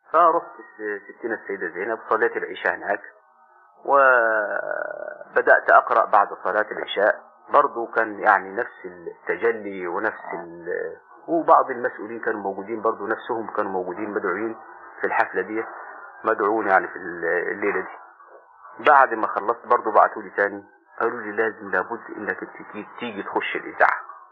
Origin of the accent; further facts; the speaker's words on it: Upper Egypt, Egypt; فرجعت إلى بلادي الصعيد، وبعدين قلت إن شاء الله سأزور القاهرة مرة أخرى وأزور أهل البيت. فجيت سن يعني بعدها بسنة تقريبا، كان سني 18 سنة أو 19